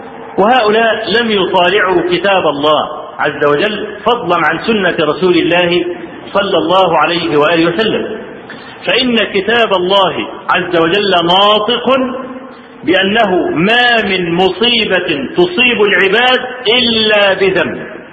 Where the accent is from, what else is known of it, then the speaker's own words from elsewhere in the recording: Egypt; الزلزال اللي حصل في مطلع سنة 90 عندنا في مصر